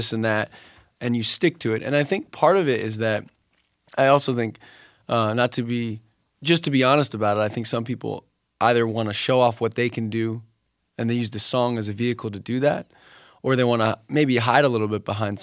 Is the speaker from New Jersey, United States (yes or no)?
yes; New Jersey, United States; like we grew up in New Jersey, so … things like that.